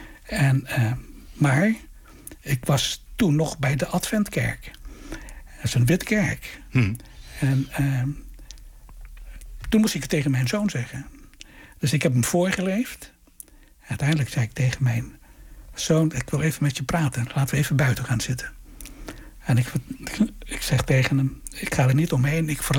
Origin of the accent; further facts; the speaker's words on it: Wasu'u, Maluku, Indonesia; also born or lived in Apeldoorn; En toen zei ik kom uit het dorp Wasu'u. Dat is gelegen op het eiland Haruku.